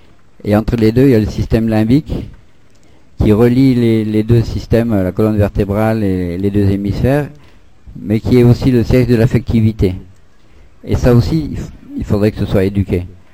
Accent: Grand Est, France; born there; also born or lived in Montpellier; moi je suis né en Lorraine, hein, j'ai passé un CAP de magasinier. Et il n'y a que en Lorraine-Alsace que ça existe.

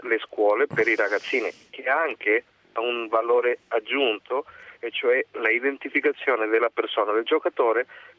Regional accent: Argentina; now in Treviso, Italy; Io sono argentino

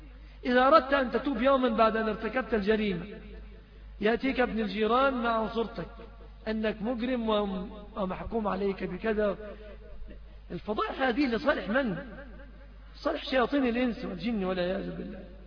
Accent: Egypt; في عندنا في بلادنا مصر حقيقة الأعراض منتهكة تماما

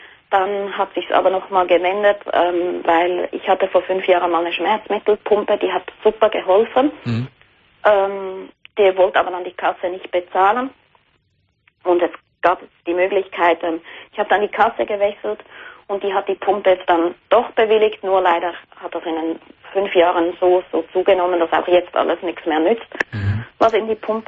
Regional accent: Switzerland; ich komme auch aus der Schweiz.

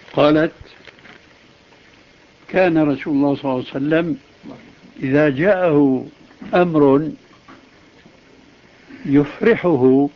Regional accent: Syria; لأنه هو كما يقال عندنا في سوريا كالمنشار، بياكل الطالع والناجل

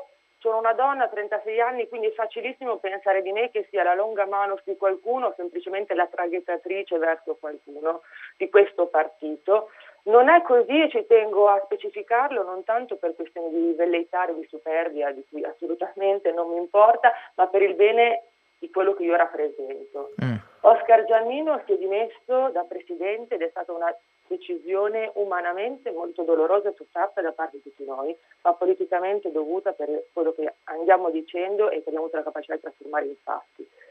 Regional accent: Liguria, Italy; sono ligure, sono nata dal Benga nel ormai quasi lontano 1976, lavoro a Milano da una decina d'anni

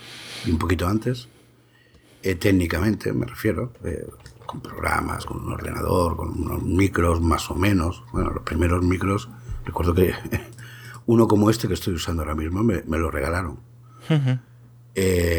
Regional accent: Jaén, Andalusia, Spain; born there; yo como no me he criado, por historias familiares, no me he criado, yo te hablo desde Jaén, desde Andalucía, pero, y soy de aquí, pero no me he criado aquí. Entonces, al final no tengo un acento andaluz.

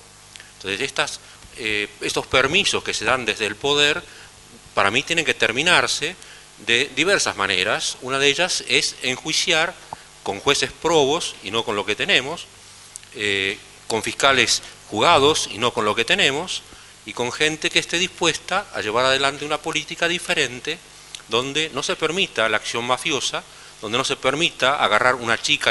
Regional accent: Buenos Aires, Argentina; Yo vengo de Buenos Aires

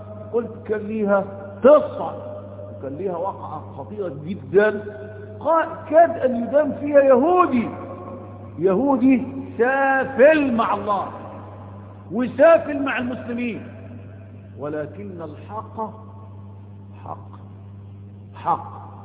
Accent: Egypt; هو احنا الغزاة؟ ما احنا أولاد مصر المصريين

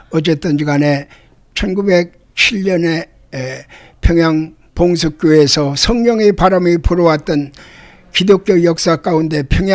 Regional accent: Seoul, South Korea; born there; 저는 1942년 2월 12일 청량리 실용동에서 태어났으며

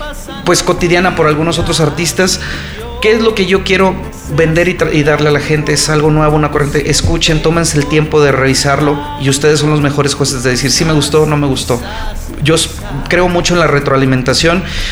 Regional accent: Mexico; yo digo, soy mexicano, me tratan muy bien

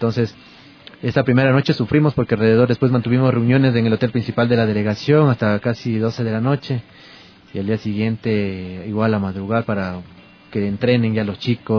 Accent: Quito, Pichincha, Ecuador; si nosotros somos quiteños, aguantamos el frío de aquí.

